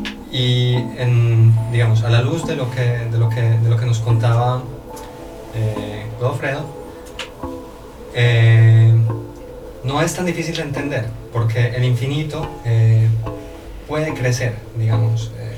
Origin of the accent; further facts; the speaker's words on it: Medellín, Antioquia, Colombia; Y mi ciudad natal es Medellín, en Colombia.